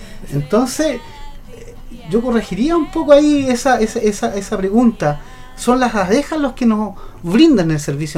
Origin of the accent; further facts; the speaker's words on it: Concepción, Biobío, Chile; Yo soy de Nonguén y como no era del campo